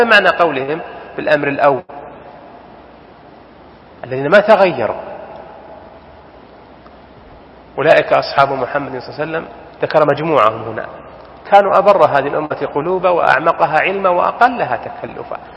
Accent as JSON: {"language": "Arabic", "country": "Saudi Arabia", "said": "وله ديننا حنا يا سعوديين"}